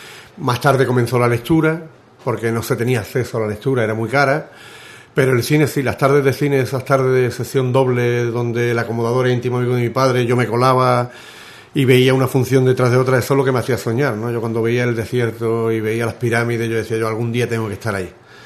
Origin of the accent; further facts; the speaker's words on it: Ubrique, Andalusia, Spain; also born or lived in Estepona; soy de Ubrique, me siento de Ubrique, aunque haya nacido en Estepona, en Málaga. Aquí tengo toda mi infancia de los 10 años, mis amigos y mi vida. Lo que pasa es que a los 14 años salí de Ubrique y volví con 22